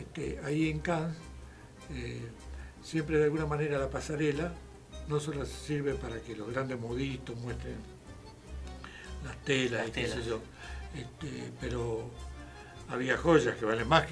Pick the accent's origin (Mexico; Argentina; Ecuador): Argentina; Chaco; A decir verdad, debe ser el Cacuy, porque yo soy chaqueño y tenemos